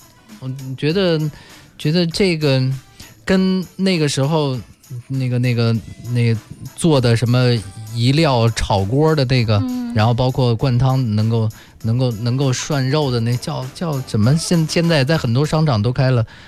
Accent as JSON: {"language": "Chinese", "region": "Beijing", "country": "China", "said": "你出去以后可能很少能吃到咱们家乡的这东西，"}